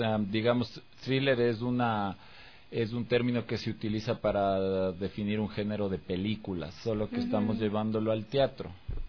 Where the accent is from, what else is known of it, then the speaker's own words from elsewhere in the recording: Quito, Pichincha, Ecuador; Yo soy de Quito. Soy súper de Quito.